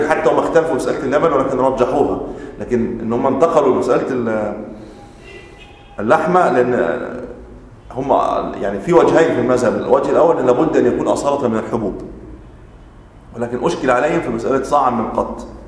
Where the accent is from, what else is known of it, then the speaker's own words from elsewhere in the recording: Egypt; ممكن عندنا في مصر التمر هو ليس بغالب اللي عندنا الرز مثلا